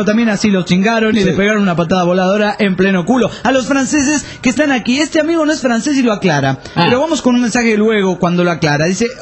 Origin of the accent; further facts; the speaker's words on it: Argentina; pero yo lo puedo decir porque soy argentino